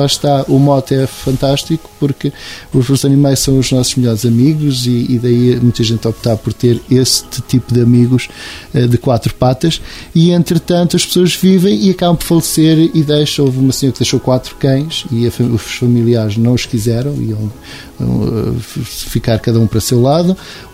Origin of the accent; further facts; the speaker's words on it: Venda da Esperança, Portugal; eu morava em miúdo na Venda da Esperança, uma zona sempre de estrada